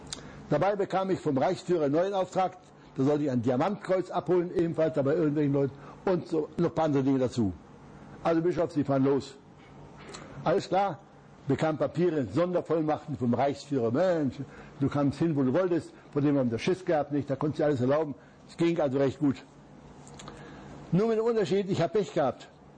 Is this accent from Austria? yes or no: no; Upper Silesia, Poland; Ich wollte vielleicht noch in meine Heimat, nach Oberschlesien.